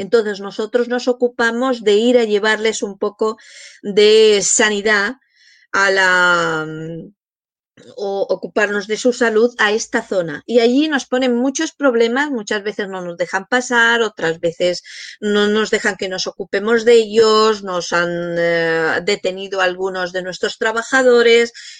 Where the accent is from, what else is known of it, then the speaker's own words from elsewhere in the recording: Madrid, Community of Madrid, Spain; vivís en mi ciudad, porque yo soy de Madrid